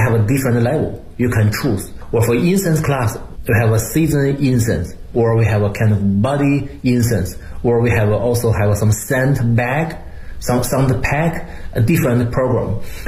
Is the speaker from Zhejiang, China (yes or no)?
no; Beijing, China; English is a second language; And for me, I'm from Beijing, I know Beijing a lot.